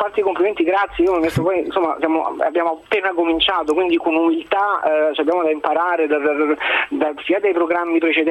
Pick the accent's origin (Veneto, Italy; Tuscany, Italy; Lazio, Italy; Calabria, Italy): Lazio, Italy; Rome; sono romano, tanto di cappello